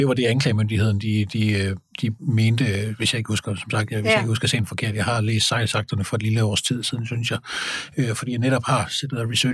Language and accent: Danish; Jutland, Denmark; nu er jeg fra Jylland, så det vil jeg være meget påpasset med at anmelde med det.